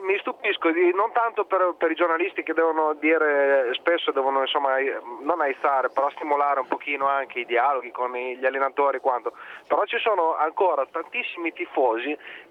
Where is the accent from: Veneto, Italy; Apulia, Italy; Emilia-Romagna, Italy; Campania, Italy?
Emilia-Romagna, Italy; Bologna; siccome io vengo da Bologna